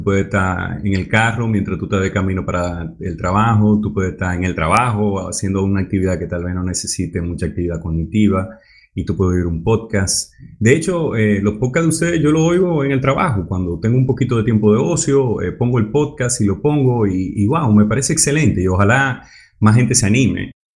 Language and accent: Spanish; Dominican Republic; Oye, mis rasgos son un poquito árabe. Aunque yo soy dominicano, mis rasgos son un poquito árabe.